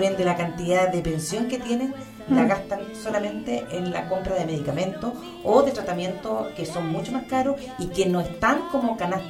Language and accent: Spanish; Machalí, O'Higgins, Chile; principalmente yo soy de Machalí